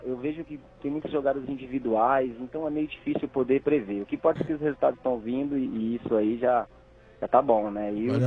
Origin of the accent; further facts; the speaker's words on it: Piauí, Brazil; Do Piauí.